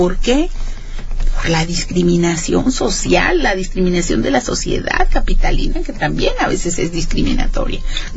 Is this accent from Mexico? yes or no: yes; San Luis Potosí, Mexico; moved away; como yo vine de San Luis Potosí